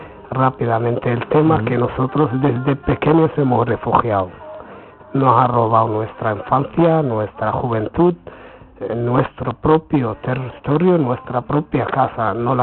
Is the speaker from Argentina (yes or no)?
no; Western Sahara; Y por eso también soy del Sahara y que siempre reclamaré, siempre Sahara libre.